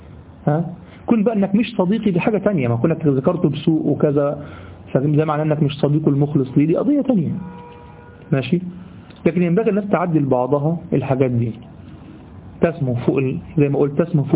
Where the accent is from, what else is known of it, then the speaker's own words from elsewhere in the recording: Egypt; والله دي ده دايمين لغوة عندنا في لساننا كمصريين